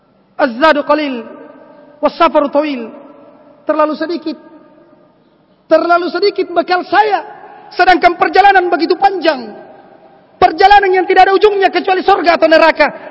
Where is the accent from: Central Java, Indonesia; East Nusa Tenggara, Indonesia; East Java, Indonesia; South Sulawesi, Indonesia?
South Sulawesi, Indonesia; Kajang; Kalau di kampung saya di Kajang, di Bulukumba daerah Kajang sana, itu khusyuknya seperti itu, ya.